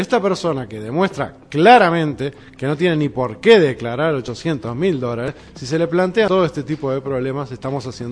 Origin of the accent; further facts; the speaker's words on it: Uruguay; en este constante acoso que estamos siendo víctimas los uruguayos de la República Argentina